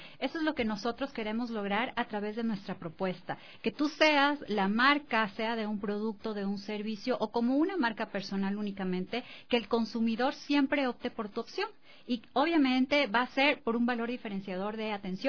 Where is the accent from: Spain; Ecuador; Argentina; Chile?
Ecuador; nosotros mismos ecuatorianos y desde acá? Nosotros somos un país turístico